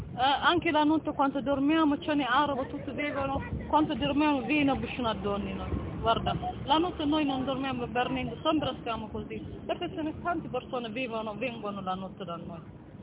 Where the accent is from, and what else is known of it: Eritrea; Italian is a second language; moved away as an adult; now in Italy